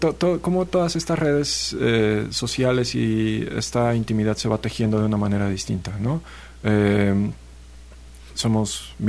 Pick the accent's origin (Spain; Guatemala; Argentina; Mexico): Mexico; Cuernavaca, Morelos; also born or lived in Xalapa; No, yo soy de Cuernavaca. Viví aquí en Jalapa 8 años, estudié en la Universidad Veracruzana.